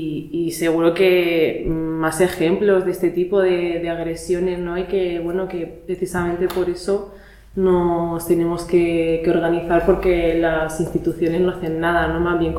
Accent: Alicante, Valencian Community, Spain; now in Granada, Spain; yo no soy de Granada, o sea, yo soy de Alicante.

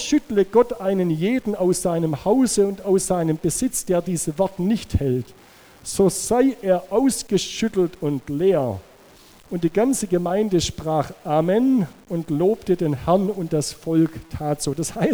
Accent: Baden-Württemberg, Germany; Ich komme aus dem Schwäbischen, da weiß man, wie man geizig sein kann.

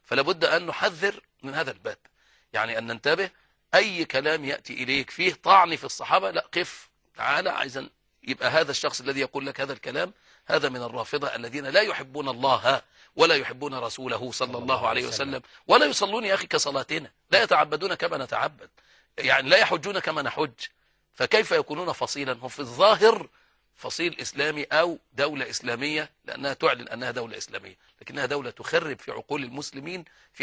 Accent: Egypt; الناس عندها فطرة ومحبين عندنا في مصر يعني

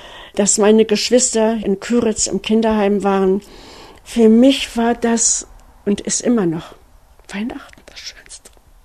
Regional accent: Kaunas, Kaunas County, Lithuania; ich komme aus Kaunas, ich komme aus der Stadt und ich suche meine Schwester. Ich bin eine Deutsche und suche meine Schwester.

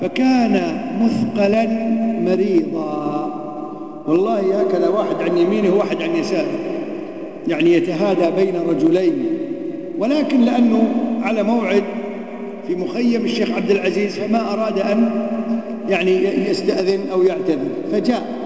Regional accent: Kuwait; عندنا في الكويت يقول لك تولاه يعني يضرب الضرب

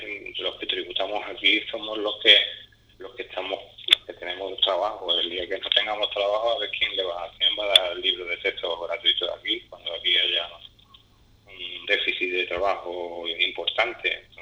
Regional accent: Spain; quien pagamos los impuestos, la enseñanza pública, para la enseñanza pública, somos los españoles.

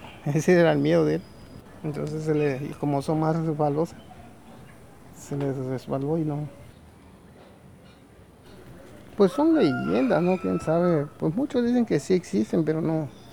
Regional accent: Paso Novillo, Oaxaca, Mexico; born there; yo nací en Paso Novillo, San Lucas Ojitlán, Oaxaca. Y pues ahora radico aquí en la sección primera de San Lucas Ojitlán. … Tengo 46 años de edad.

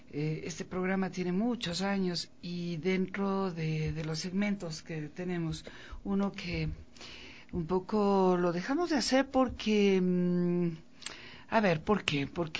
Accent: Ecuador; ¿por qué no, como ecuatorianos, hacer nuestra cocina y hacerla bien, pues?

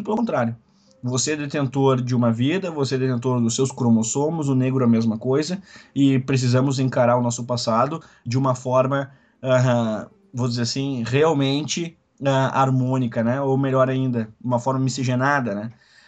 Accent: Brazil; se nós, enquanto brasileiros, não entendermos

